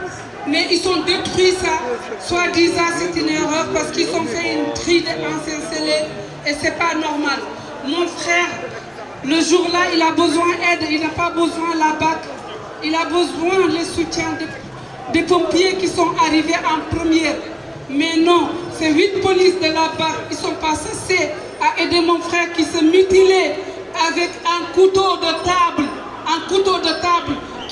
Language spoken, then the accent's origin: French; Rennes, Brittany, France; je viens de Rennes.